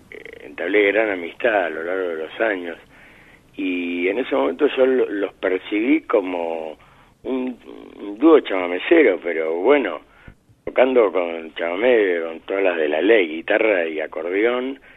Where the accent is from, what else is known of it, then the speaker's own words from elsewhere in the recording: Buenos Aires, Argentina; Como buen porteño, le meto mano al tango canción.